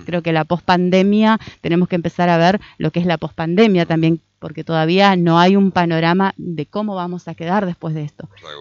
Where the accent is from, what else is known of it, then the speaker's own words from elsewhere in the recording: Argentina; uno es argentino, estamos en Argentina